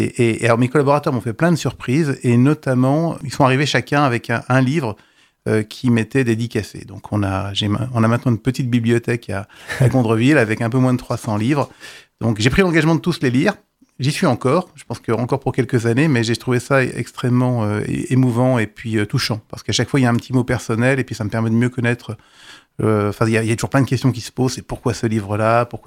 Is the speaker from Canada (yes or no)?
no; Neufchâteau, Grand Est, France; Moi, je suis de Neufchâteau dans les Vosges.